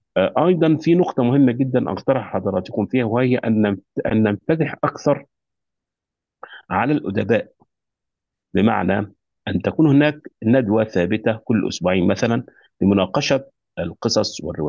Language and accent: Arabic; Egypt; now in Kuwait; أستاذ الأدب العربي والنقد والفكر، وأنا مصري مقيم في دولة الكويت حيث أعمل.